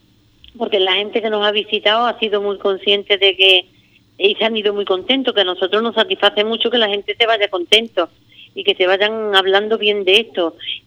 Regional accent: Ubrique, Andalusia, Spain; que mi pueblo tuviera algo específico y especial que se pudiera visitar con ese arraigo y con esa gusto, ¿no?, de que la gente pueda comprender lo que es la historia de Ubrique

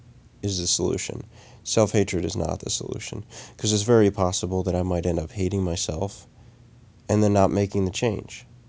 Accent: United States; born there; I was born in Western civilization, in the United States of America, where being is not valued nearly as much as doing.

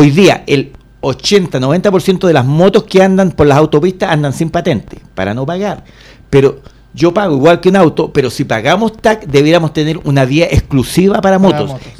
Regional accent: Puente Alto, Santiago Metropolitan Region, Chile; Estudié de kindergarten a cuarto medio en la Escuela Consolidada de Puente Alto, así que soy un puentealtino y lo digo con orgullo. En cualquier parte de Chile donde voy, soy nacido y criado en Puente Alto

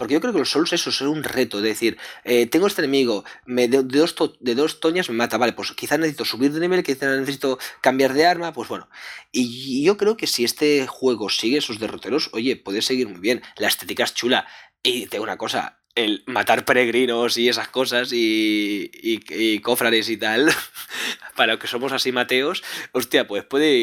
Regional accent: Catalonia, Spain; como nosotros somos catalanes

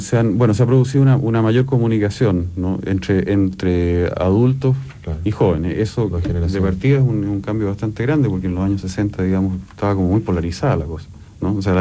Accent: Chile; Nosotros somos latinos, ¿no? O sea, de los chilenos.

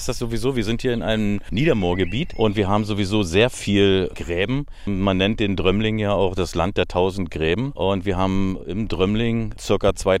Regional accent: Oebisfelde, Saxony-Anhalt, Germany; Und ich komme aus Oebisfelde, dem Ortsteil Weddendorf, bin da in Oebisfelde geboren und wohne da seit über 50 Jahren.

